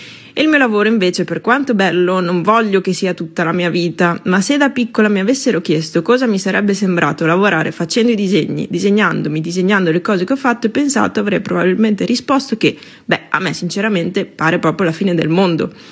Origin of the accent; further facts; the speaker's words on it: Veneto, Italy; Sono nata e cresciuta in Veneto, dove si sa che il lavoro è la base di tutto.